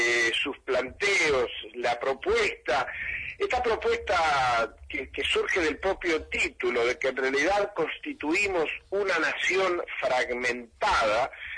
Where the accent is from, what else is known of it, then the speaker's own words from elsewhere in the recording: Tandil, Buenos Aires Province, Argentina; born there; Yo nací en Tandil, efectivamente, así es.